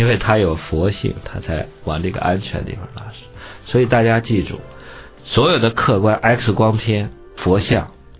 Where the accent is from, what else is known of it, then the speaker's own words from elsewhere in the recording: China; 我们中国人很普通的生活就跟天文就结合在一块儿